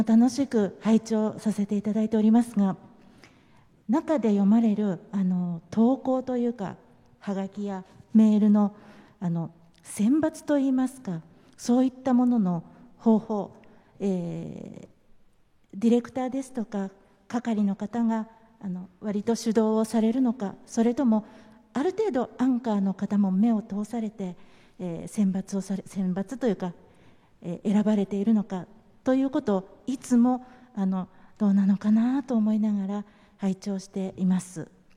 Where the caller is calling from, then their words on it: Shizuoka, Japan; 静岡市から参りました